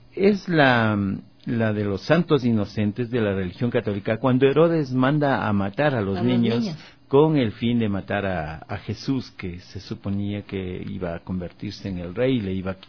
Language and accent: Spanish; Píllaro, Tungurahua, Ecuador; born there; en el sector rural donde yo nací, en Píllaro, en Ambato